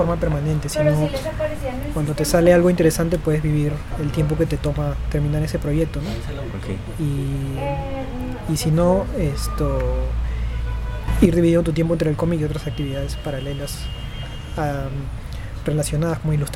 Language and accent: Spanish; Peru; porque en mi país difícil que un cómic lo sea